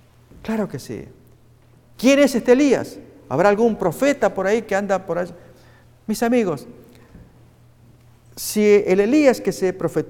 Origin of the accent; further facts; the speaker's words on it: Argentina; Yo estaba en mi país, en Argentina